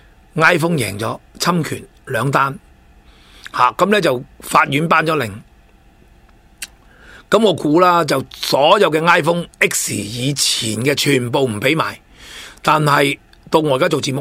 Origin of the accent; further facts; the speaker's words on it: China; 即系我哋中国人叫咩啊？